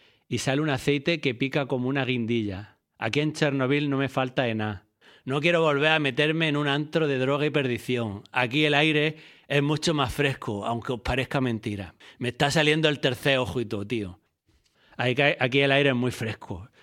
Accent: Jaén, Andalusia, Spain; Como yo soy de Jaén, me quedé una temporada para ayudarle a plantar olivos

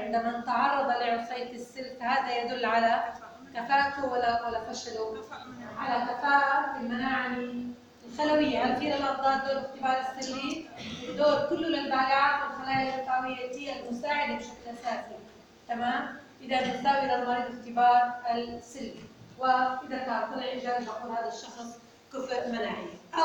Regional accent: Syria; الفلو سايتومتر اليوم هي الطريقه المثلى وموجوده عندنا في سوريا

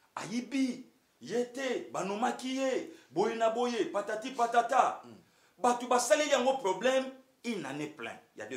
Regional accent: Équateur, DR Congo; Je suis de l'Équateur, tribu Mongo.

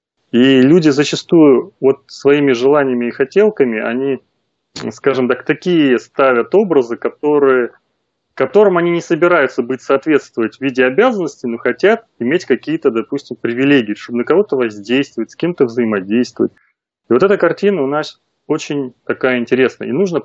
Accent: Moscow, Russia; now in Yaroslavl Oblast, Russia; родился и вырос в Москве, сейчас вот живу в родовом поместье в Ярославской области.

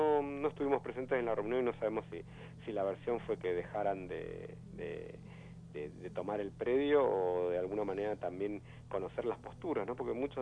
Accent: Buenos Aires, Argentina; born there; del barrio donde yo nací, justamente de Charrúa

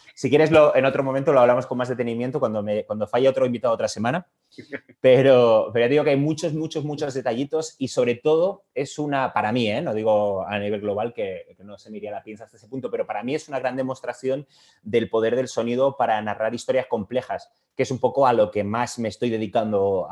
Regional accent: Canary Islands, Spain; siendo canario, claro, no es una habilidad que haya tenido oportunidad de practicar muy a menudo.

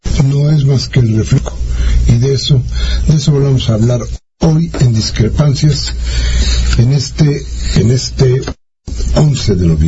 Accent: Mexico; que político soy mexicano

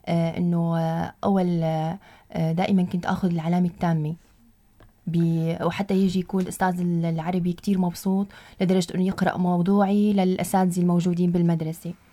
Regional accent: Tartus, Tartus Governorate, Syria; أنا بنت مدينة طرطوس مدينة البحر، مواليد 91، معلمة مدرسة

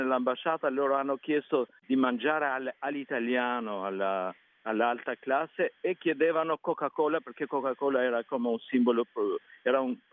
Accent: Albania; Italian is a second language; Il mio paese è molto influenzato dalla cucina italiana e greca, più o meno anche balcanica, diciamo, a volte.

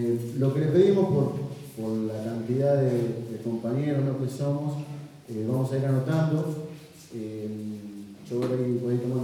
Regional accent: Villa Constitución, Santa Fe, Argentina; soy acá de Hacienda, Villa Constitución.

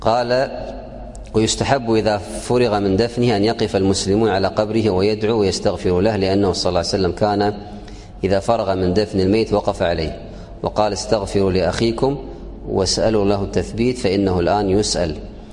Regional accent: Kuwait; الآن عندنا في الكويت يسمونه الشاهد

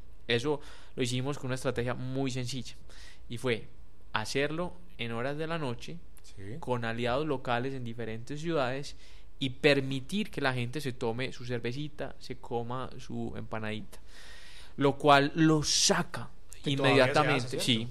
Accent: Medellín, Antioquia, Colombia; Yo soy de Medellín, yo apliqué para que se viniera a Medellín, sencillo, no hay nada más ahí.

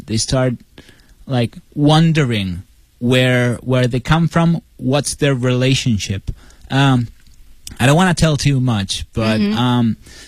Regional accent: Italy; English is a second language; Especially if English is not your first language. Like for me, I come from Italy. Sometimes when I read in English, I have a harder time.

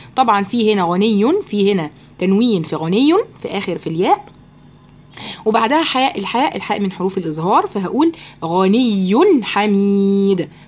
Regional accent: Egypt; يغلب بقى أنا مصرية بقى

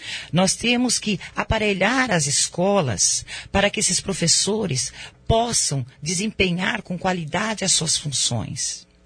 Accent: Medianeira, Paraná, Brazil; born there; also born or lived in São Miguel do Iguaçu; now in Foz do Iguaçu, Brazil; Eu nasci em Medianeira, morei também no município de São Miguel do Iguaçu. E desde 1974, eu moro em Foz do Iguaçu.

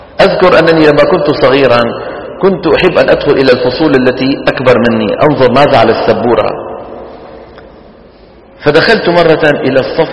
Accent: Saudi Arabia; وإلى الآن مثلا عندنا في السعودية يقولون دحين

